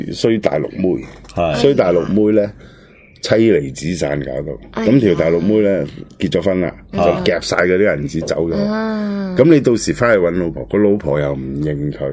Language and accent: Cantonese; Chaozhou, Guangdong, China; 我对咗半世啦，我潮州人